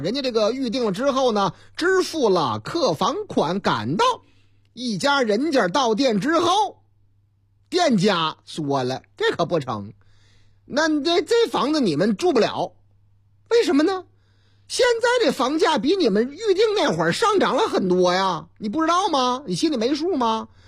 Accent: Northeast China, China; 关于东北我老家，特别是黑龙江的新闻还真不老少。

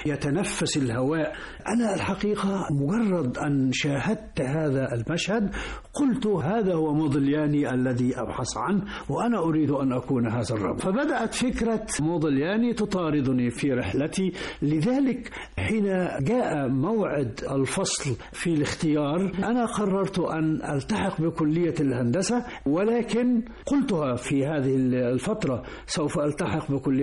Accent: Mansoura, Dakahlia, Egypt; انت منين؟ قلت له: من المنصورة.

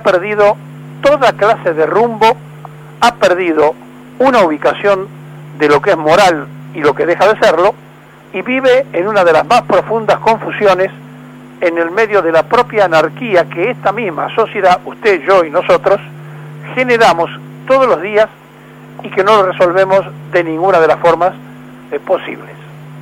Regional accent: Argentina; porque además somos argentinos.

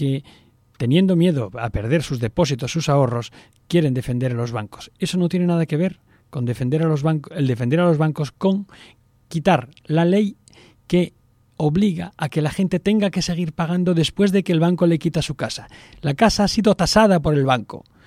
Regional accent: Spain; ¿Es que somos tontos los españoles? No.

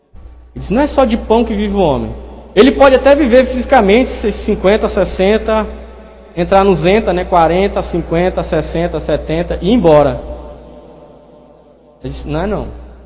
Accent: Brazil; Eu sou brasileiro, moro em Rondônia.

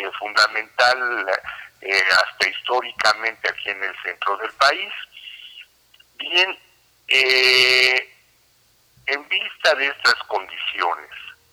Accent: Mexico; Para beneficio de nosotros los mexicanos y para nosotros mismos como mexicanos.

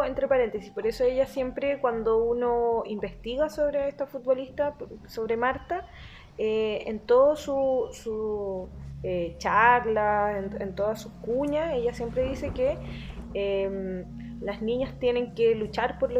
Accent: Santiago, Santiago Metropolitan Region, Chile; Acá la gente santiaguina, bueno, yo soy santiaguina.

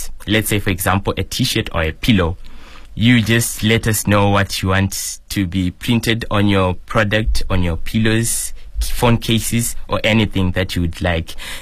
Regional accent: Zimbabwe; now in Shijiazhuang, China; I come from Zimbabwe. I stay in Shijiazhuang. I've been in China for about 3 years now

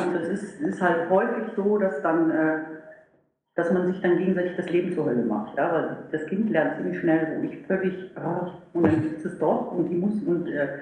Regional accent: Meerbusch, North Rhine-Westphalia, Germany; Weil ich komme aus Meerbusch, das ist eine ganz kleine Ecke.

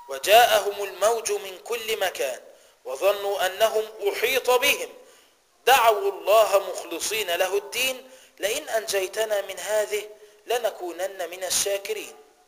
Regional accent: Egypt; خلينا نتكلم على اللي عندنا في مصر

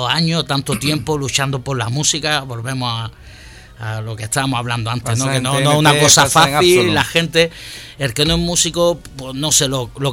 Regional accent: Andalusia, Spain; No, pero no de Londres, de London, un barranco de allí de Granada, de esos de debajo de la sierra, de Sierra Nevada, de estos que tiene 2.000 o 3.000 metros de altitud, pues un barranco de eso, de London el barranco.

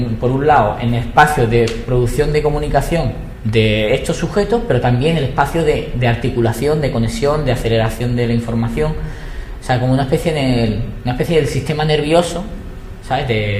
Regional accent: Málaga, Andalusia, Spain; Yo soy de Málaga

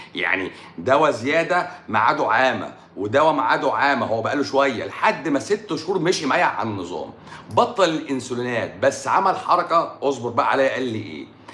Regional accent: Egypt; انا مصري وببيع كلام اهو، انا مصري وببيع كلام اهو.

